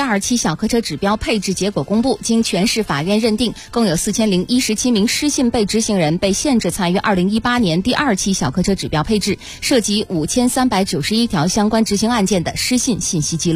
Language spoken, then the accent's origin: Chinese; Guangxi, China; 我来自广西而已哈。